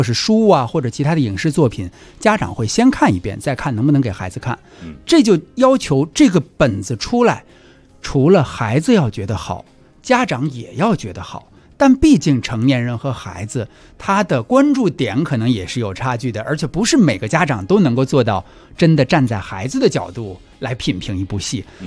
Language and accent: Chinese; Xicheng, Beijing, China; 因为我是西城长大的